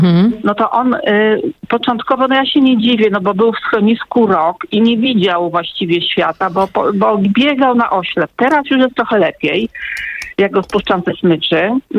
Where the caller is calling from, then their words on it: Rzeszów, Subcarpathian Voivodeship, Poland; Ja jestem z Rzeszowa i dzwonię w trochę innej sprawie.